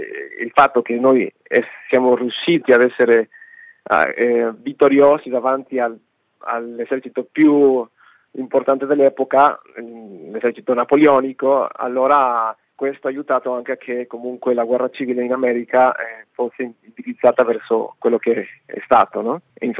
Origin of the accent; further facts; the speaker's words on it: Mexico; now in Italy; io essendo messicano